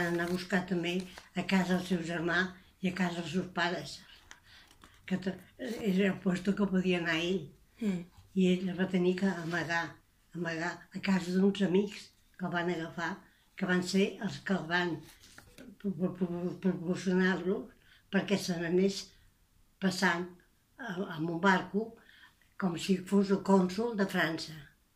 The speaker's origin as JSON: {"language": "Catalan", "town": "Barcelona", "region": "Catalonia", "country": "Spain", "tie": "born there", "said": "A Barcelona."}